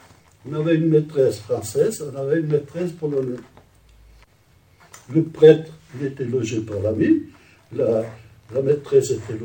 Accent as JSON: {"language": "French", "town": "Roche-la-Molière", "region": "Auvergne-Rhône-Alpes", "country": "France", "tie": "born or raised there", "said": "Ma mère, elle est venue avec ses parents et un frère. Ils sont venus à Roche-la-Molière, et là, ils ont fait connaissance, ils sont mariés, et moi, je suis né en France."}